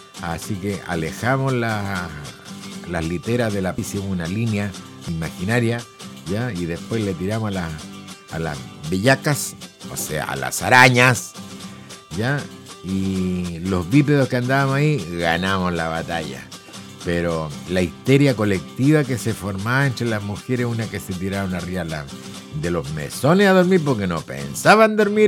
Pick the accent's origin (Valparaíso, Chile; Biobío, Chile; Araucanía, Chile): Biobío, Chile; Concepción; Soy de Concepción, Chile, digo yo.